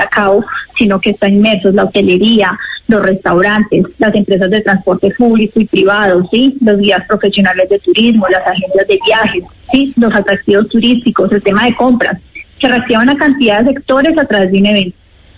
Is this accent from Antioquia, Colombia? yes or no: no; Quindío, Colombia; como región, como Quindío, pues no podíamos dejar el aprovechamiento de este lanzamiento mundial. Todos como colombianos nos sentimos muy orgullosos